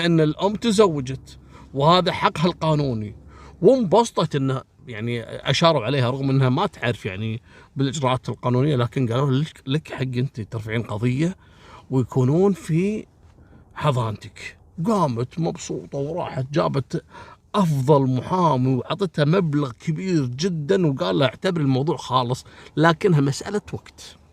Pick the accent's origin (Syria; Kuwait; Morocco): Kuwait; أصلا عندنا في الكويت هنا ما تشوفون موضوع سحب الجناسي والمزورين